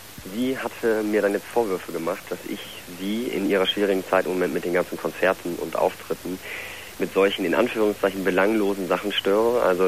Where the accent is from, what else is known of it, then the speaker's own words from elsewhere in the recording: Moers, North Rhine-Westphalia, Germany; dass ich dann von meiner jetzigen Studentenstadt nach Moers fahre, also meine Heimatstadt.